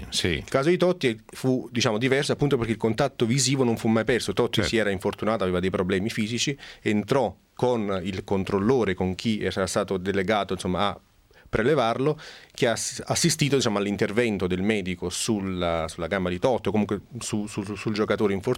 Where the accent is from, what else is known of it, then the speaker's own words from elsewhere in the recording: Naples, Campania, Italy; Rispondo io da napoletano